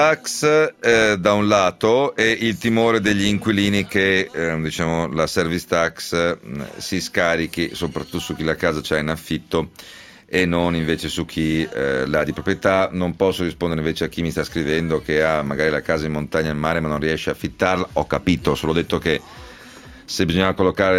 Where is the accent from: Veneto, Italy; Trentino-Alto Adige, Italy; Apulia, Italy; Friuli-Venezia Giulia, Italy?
Veneto, Italy; essendo io veneto